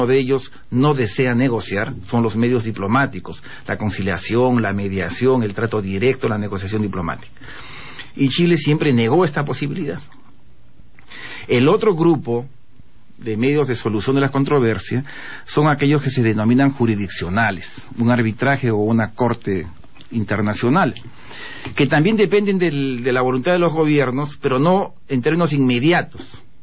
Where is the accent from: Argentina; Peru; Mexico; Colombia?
Peru; Yo como peruano, la verdad que me he sentido revelado